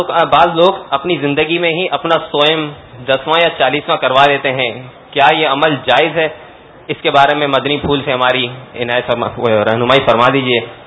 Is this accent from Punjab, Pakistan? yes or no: no; Karachi, Sindh, Pakistan; اور میرا تعلق باب المدینہ کراچی سے ہے